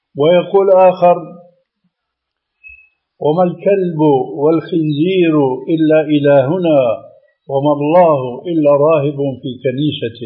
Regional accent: Syria; بعض العبارات التي مع الأسف تلقفها بعض العامة عندنا في سوريا

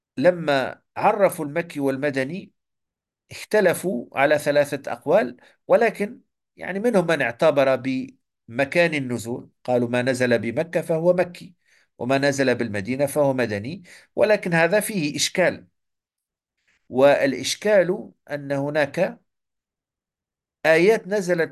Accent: Morocco; مثلا عندنا في المغرب

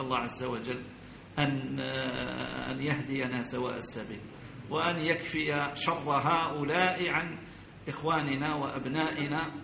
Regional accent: Algeria; عندنا في الجزائر ما على كل حال هؤلاء ليسوا بشيء

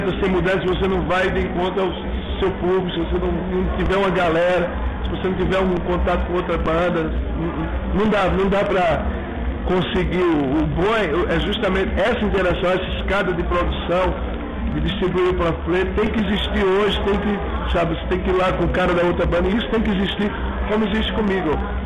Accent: Northeast Region, Brazil; eu sou do Nordeste

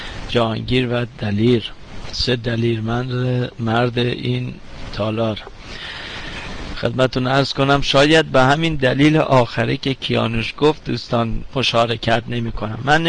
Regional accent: Iran; من به عنوان یه ایرانی

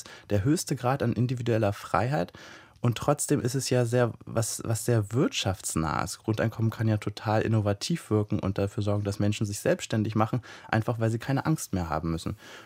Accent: East Germany, Germany; born there; ich bin in der DDR geboren und meine Eltern mussten, ich bin ja erst 31, mussten nach der Wende ganz schön ackern, um im Kapitalismus anzukommen

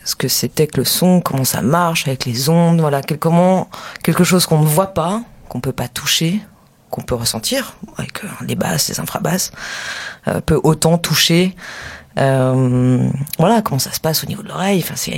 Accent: Saint-Étienne, Auvergne-Rhône-Alpes, France; parce que je viens de Saint-Étienne à la base. Donc je découvrais une région, je découvrais une ville

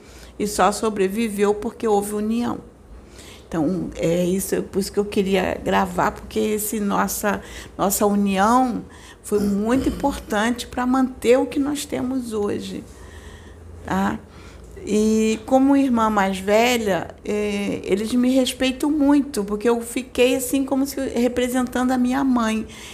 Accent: Campo Grande, Brazil; Então eu fui para a casa dos meus irmãos lá em Campo Grande, porque a maior parte mora lá em Campo Grande, onde eu fui criada.

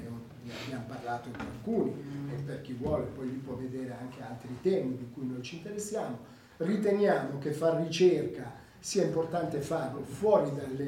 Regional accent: Rome, Lazio, Italy; io sono anche romano, ci ho vissuto tantissimi anni

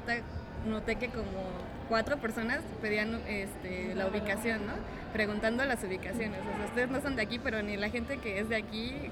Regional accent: Iztapalapa, Mexico City, Mexico; yo que soy de Iztapalapa también es como un poco distante

